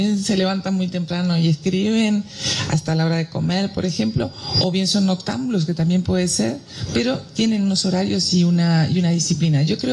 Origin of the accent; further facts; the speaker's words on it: Uruguay; moved away; cuando me preguntan siempre digo que soy uruguaya, porque a mí me parece feo esa gente que renuncia a sus raíces, ¿no? Y yo me siento muy orgullosa de ser uruguaya